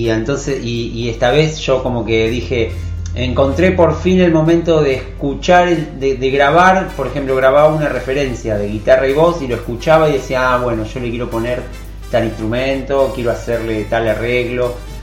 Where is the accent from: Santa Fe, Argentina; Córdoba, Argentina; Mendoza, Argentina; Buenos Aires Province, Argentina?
Santa Fe, Argentina; Rosario; moved away; Yo soy de Rosario, viví ahí hasta venirme acá